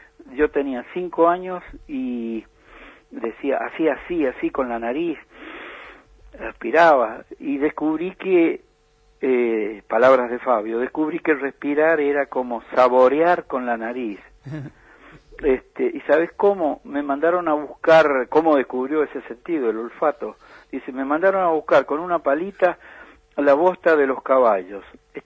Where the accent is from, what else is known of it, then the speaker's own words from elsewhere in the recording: Luján de Cuyo, Mendoza, Argentina; born there; nacimos en Luján de Cuyo, ahí en una doble manzana que está cerca de la canchita de Luján